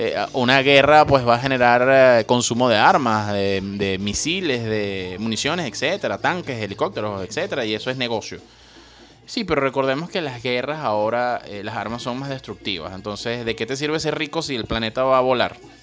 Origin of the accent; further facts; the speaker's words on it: Venezuela; Bueno, yo no, pero pues soy venezolano.